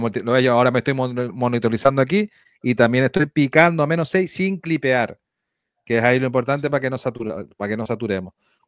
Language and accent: Spanish; Canary Islands, Spain; Nosotros los canarios también lo decimos parecido